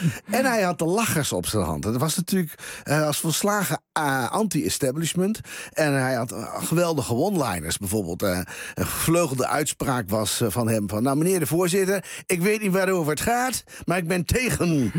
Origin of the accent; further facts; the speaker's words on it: Drenthe, Netherlands; Ik ben zelfs ben ik geboren en getogen in Drenthe.